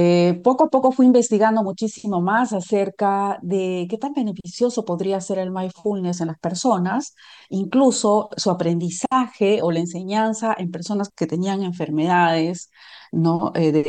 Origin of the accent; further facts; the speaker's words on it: Peru; yo soy de Perú